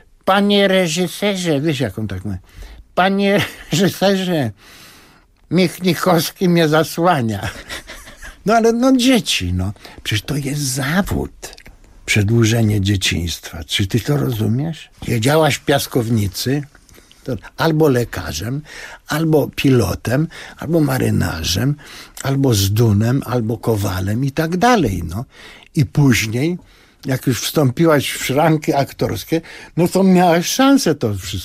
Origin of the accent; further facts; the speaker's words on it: Lublin, Lublin Voivodeship, Poland; bo my z Lubelaki. On z Lubelaki, mało tego, z jednej ulicy, Kołłątaja.